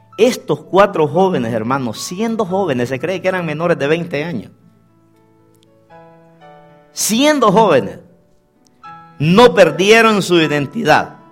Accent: Guatemala; nací un 14 de enero. El siguiente día era el día de Esquipula, un santo negro que tienen allá en mi país, que es de Guatemala.

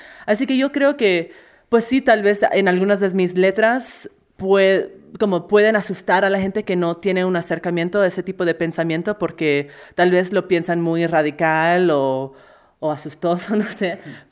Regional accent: United States; Mi hermano y yo somos de los Estados Unidos.

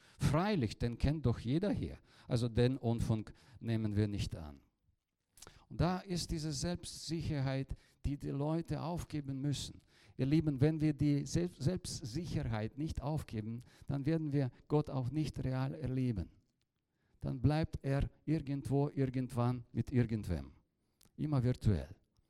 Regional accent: Bavaria, Germany; accent: Franconian; ich bin ja auch ein Deutscher, verzeiht mir bitte meinen fränkischen Dialekt hier.

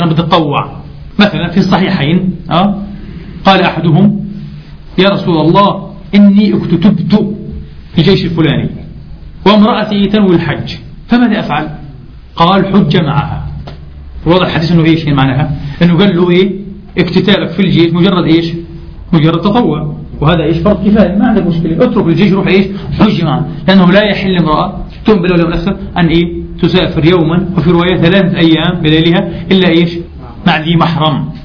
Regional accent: Palestine; أنا بحكي في الأول لما كنا في بلدنا فلسطين

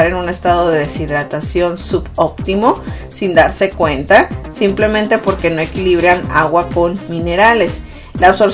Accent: Sonora, Mexico; por ejemplo en Sonora, de donde yo soy, ya está totalmente extremo el calor

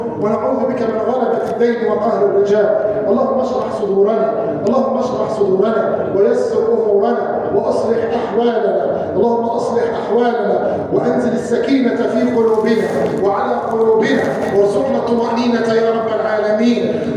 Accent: Egypt; اللهم احفظ بلادنا مصر من الفتن

